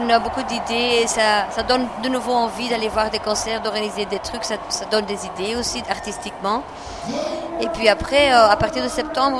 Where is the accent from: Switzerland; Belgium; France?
Belgium; Flanders; Moi, je suis flamande d'origine, donc...